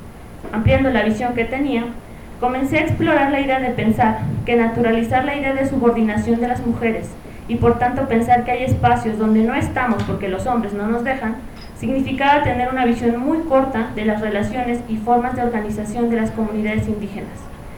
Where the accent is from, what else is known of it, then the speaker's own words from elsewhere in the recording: Hidalgo, Mexico; las mujeres de la región de donde soy, que es del Valle del Mezquital